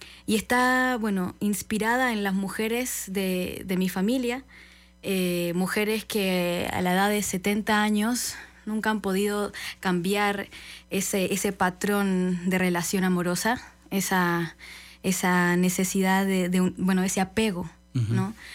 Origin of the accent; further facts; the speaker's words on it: Chile; Bueno, yo vengo de Chile, él viene de Polonia, somos Teatro Entropía